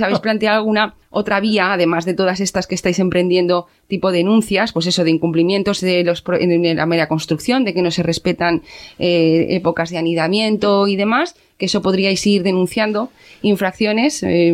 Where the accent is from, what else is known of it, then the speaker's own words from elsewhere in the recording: Aragon, Spain; yo como ciudadana aragonesa os doy las gracias